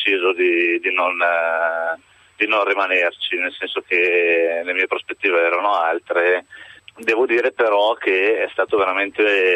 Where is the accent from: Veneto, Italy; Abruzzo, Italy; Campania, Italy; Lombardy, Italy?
Lombardy, Italy; Besate; Provincia di Milano, è sul Ticino.